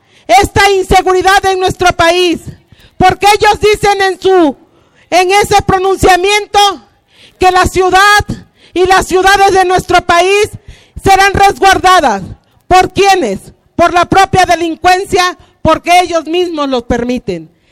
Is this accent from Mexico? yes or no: yes; Mexico; somos netamente mexicanos